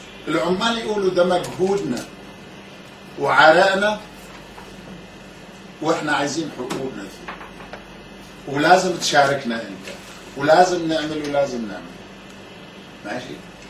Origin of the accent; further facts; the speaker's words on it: Egypt; منظورنا كلنا، أنا منظوري أنا أيضا، أنا مصري